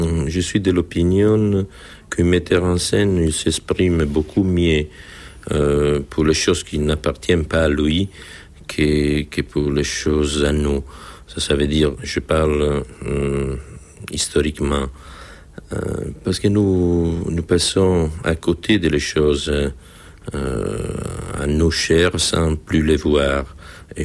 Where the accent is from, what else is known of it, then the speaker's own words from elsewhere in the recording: Italy; French is a second language; les choses que les Américains ont fait chez nous en Italie sont beaucoup plus courageuses que les choses que nous avons faites